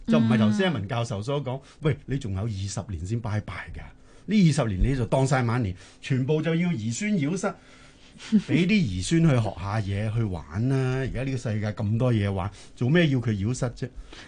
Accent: China; 我哋中國人咧，幾千年都係農業文明。

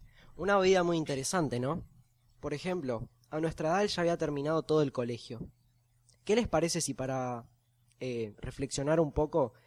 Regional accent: Argentina; yo me quedo acá en Argentina a continuar con mis estudios y con todos mis trabajos acá, porque soy argentino.

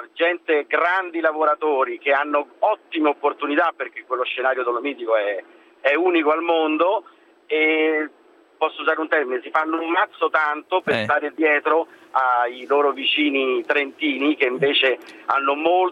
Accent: Rome, Lazio, Italy; now in Friuli, Italy; sono un romano che vive in Friuli

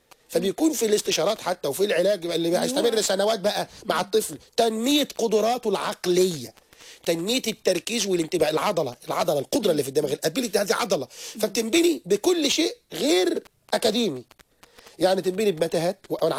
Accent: Egypt; انا من مصر، من دوله يا بيها، انا طالع من تحت الطين زيك.

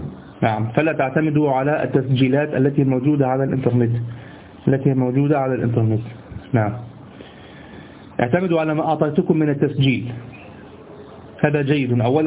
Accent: Egypt; عندنا في مصر

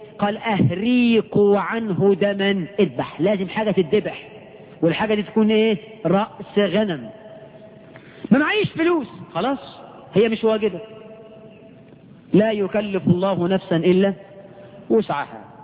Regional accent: Egypt; إحنا كمصريين عملنا إيه من البدع في العقيقة؟

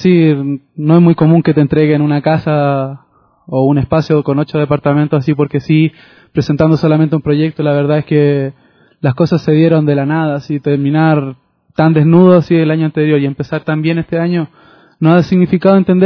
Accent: Chile; now in Quito, Ecuador; salí de Chile diciendo voy a ir a Quito a hacer un centro cultural

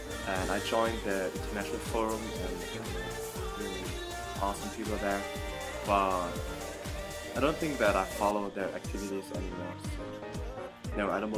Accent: Germany; I was born and raised in Germany. So I'm German, but my family is from Vietnam, and most of my relatives still live there.

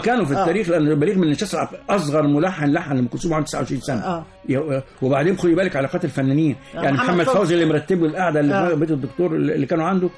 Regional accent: Egypt; الأغاني الوطنية عندنا في مصر ماشية من قبل الثورة حتى

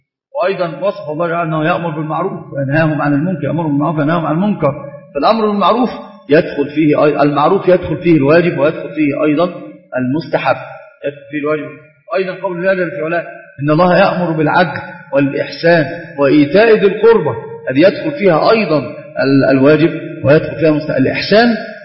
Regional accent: Egypt; حتى تجد المسألة عندنا في مصر في كثير من العادات والتقاليد المخالفة لأمور الشرع

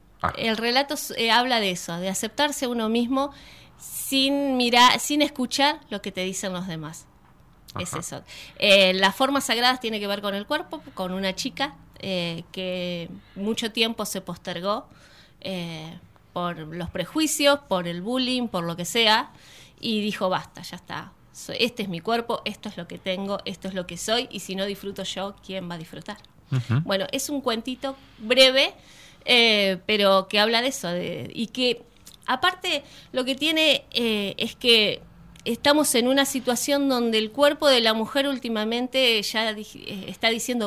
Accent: Buenos Aires Province, Argentina; Y tenés de Jujuy, de Provincia de Buenos Aires, que estoy yo, de Capital Federal.

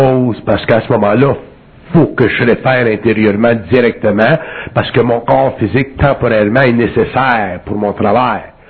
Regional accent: Quebec, Canada; je viens du Canada québécois, ou du Canada

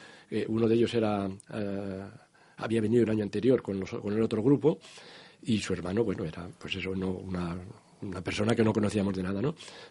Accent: Burgos, Castile and León, Spain; moved away as an adult; vinimos 5 compañeros también de Burgos. Primero habíamos intentado encontrar trabajo en Valladolid, en Vitoria, y no había forma.

